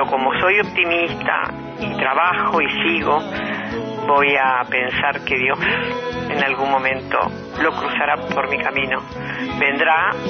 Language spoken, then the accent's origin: Spanish; Argentina; una mujer argentina, una ciudadana más, una mujer común.